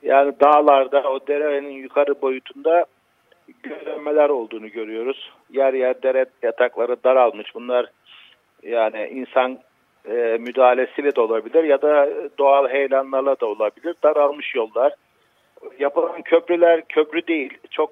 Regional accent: Black Sea Region, Turkey; Ya eskiden ben de Karadenizliyim.

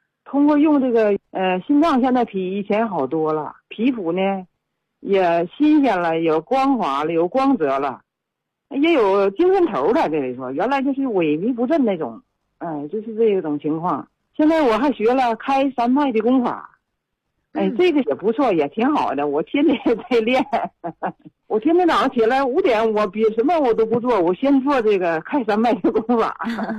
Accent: Siping, Jilin, China; 喂，你好啊，我来自四平

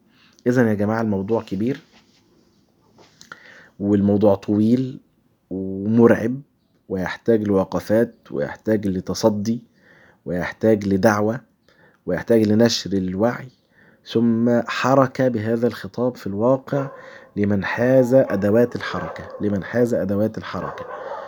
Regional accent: Egypt; عندنا في مصر

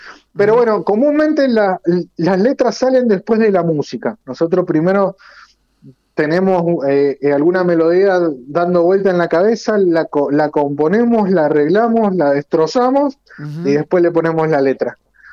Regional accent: Guaymallén, Mendoza, Argentina; Somos casi todos de Guaymallén, pero nuestro vocalista es de Maipú

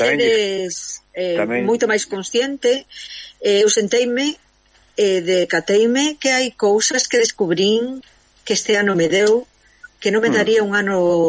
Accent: Carril, Galicia, Spain; Eu son de Carril, por lo tanto, as ameixas sabedes que o marisco estrena.

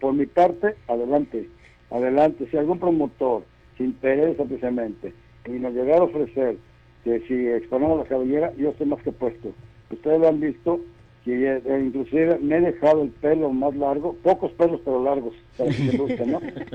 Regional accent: Guadalajara, Jalisco, Mexico; que luchar en Guadalajara, que es mi tierra

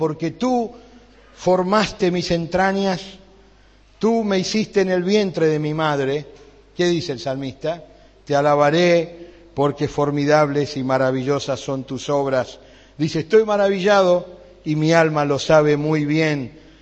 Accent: Buenos Aires, Argentina; Allá yo cuando éramos pibes en Buenos Aires, tomamos el colectivo

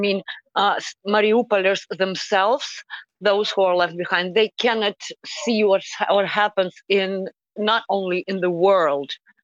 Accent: Donetsk, Donetsk Oblast, Ukraine; moved away as an adult; I'm originally from Donetsk, and 8 years ago, at the beginning of this war, I had to flee and lose my home once.

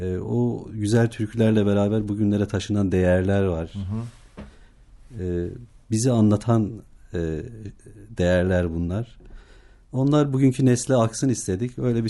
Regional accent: Bingöl, Turkey; Biz de tabii doğduğumuz, büyüdüğümüz coğrafya, bölge diyelim. Yani Bingöl doğumluyum.

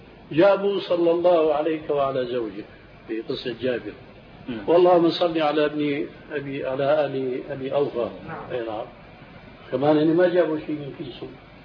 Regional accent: Syria; بيحكوا النكتة عندنا في الشام

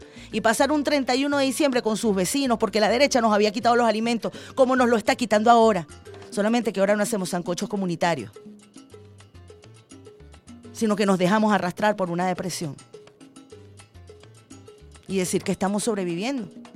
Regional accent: Venezuela; somos venezolanos

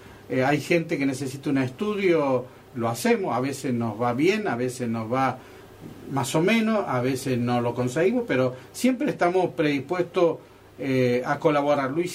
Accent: Calchín Oeste, Córdoba, Argentina; now in Córdoba, Argentina; de Calchín Oeste me vine a la ciudad de Córdoba y luego hice una carrera.

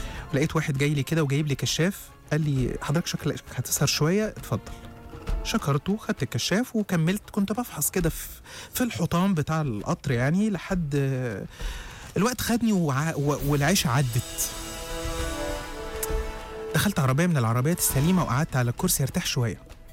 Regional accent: Egypt; أصل القطارات عندنا في مصر عاملة زي سكة الموت رايح جاي كده

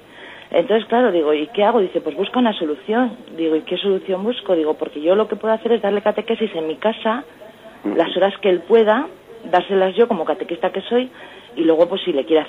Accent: Valladolid, Castile and León, Spain; de Valladolid también.

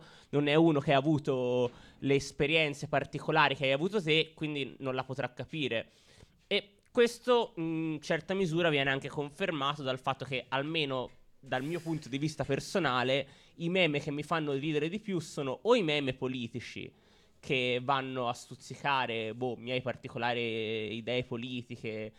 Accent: Florence, Tuscany, Italy; born there; siamo qui a Firenze, siamo nati a Firenze o comunque qui dintorno

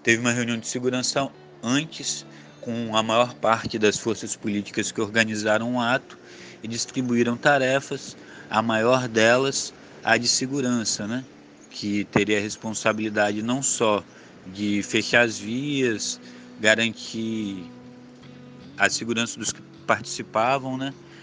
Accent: Espírito Santo, Brazil; sou capixaba, sou militante do movimento de atingidos por barragens

